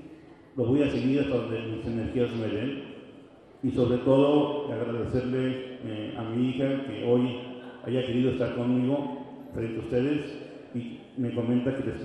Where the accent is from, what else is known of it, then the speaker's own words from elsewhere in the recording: Mexico; nosotros como seres humanos, como mexicanos, no podíamos fallarnos.